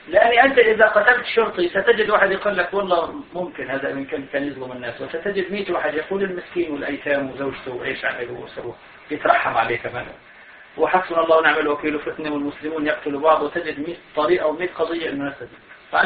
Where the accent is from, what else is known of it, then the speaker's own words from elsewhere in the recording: Syria; عندنا في سوريا في الجهاد، أنا هذا شهدته، كان المناخ ثوري بسبب بسيط أنه نحن سنة والحكومة نصيرية